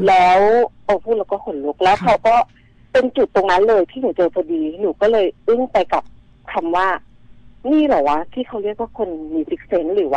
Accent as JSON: {"language": "Thai", "region": "Lopburi", "country": "Thailand", "tie": "born or raised there", "said": "เพราะว่าเราก็กลับบ้านไปในช่วงเสาร์อาทิตย์แล้วบ้านหนูอยู่ลพบุรีเนาะก็จะเป็นติดพนังเขื่อน"}